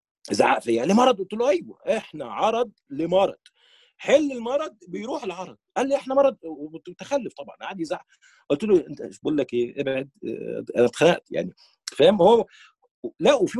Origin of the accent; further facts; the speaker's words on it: Palestine; وانا كفلسطيني بيني وبينك عندي مشكله مع اصحاب الفلسطينيين هنا